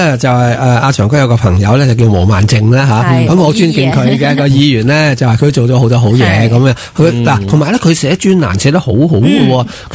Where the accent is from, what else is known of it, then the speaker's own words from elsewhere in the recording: Hong Kong; 咁我哋香港好多即係嘅譯名咧，一早已經從內地係脱曬軌嘅